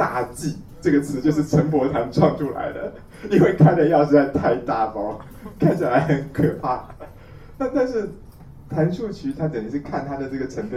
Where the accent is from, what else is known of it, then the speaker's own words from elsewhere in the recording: Taiwan; 我们台湾人一斤是600克